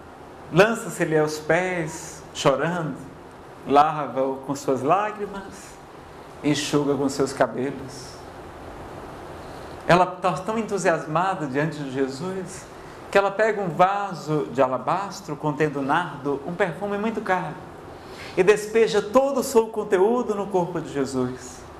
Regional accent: Ceará, Brazil; Eu não sei se é porque eu sou do Ceará, pessoal, mas eu adoro tomar banho.

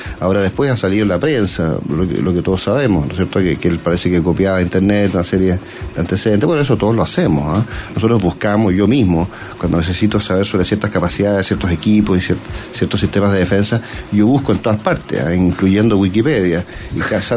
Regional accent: Chile; desarrollar tecnologías nacionales para hacer las cosas más baratas, en forma más independiente, bueno, pero como chileno.

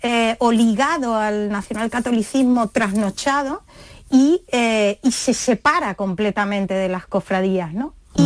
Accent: Málaga, Andalusia, Spain; la de una muy famosa en Málaga, ¿no? Que es mi tierra

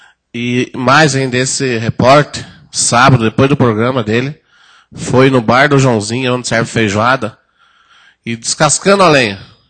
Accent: Pitanga, Paraná, Brazil; mas eu sou de Pitanga.

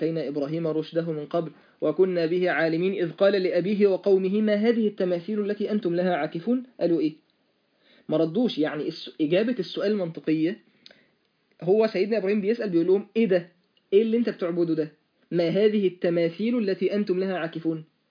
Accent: Egypt; انا من مصر وانت من الصين

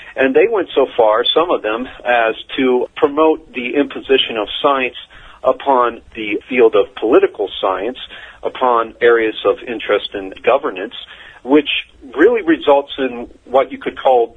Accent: Colorado, United States; really began when I was a kid growing up in Colorado. There was a big anti-authoritarian vibe there at the time

